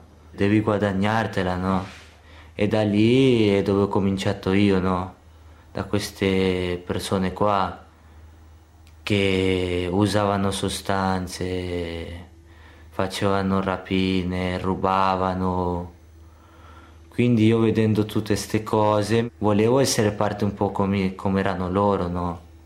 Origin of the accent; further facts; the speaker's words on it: Colombia; Italian is a second language; now in Italy; Ho 17 anni, sono nato in Colombia, in un posto dove non so come, proprio degradato.